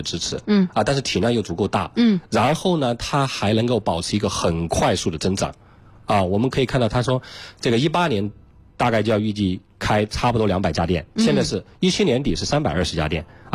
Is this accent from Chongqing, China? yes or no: yes; Chongqing, China; 所以说要说产品呢，因为我重庆人